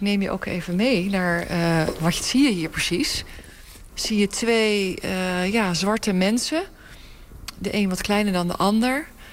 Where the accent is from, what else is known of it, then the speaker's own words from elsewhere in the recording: Netherlands; En wij als Nederlanders voelen ons heel schuldig.